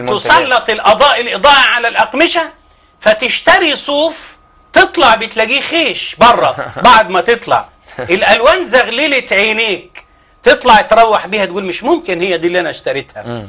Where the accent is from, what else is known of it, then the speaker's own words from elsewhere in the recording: Egypt; وأنا بصفتي من الريف